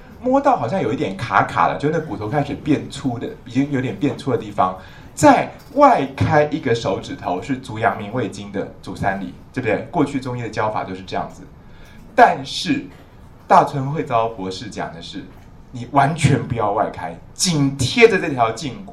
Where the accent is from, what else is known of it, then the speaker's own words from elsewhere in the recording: China; 像官员我们中国人说夏秋之交灸官员，对不对？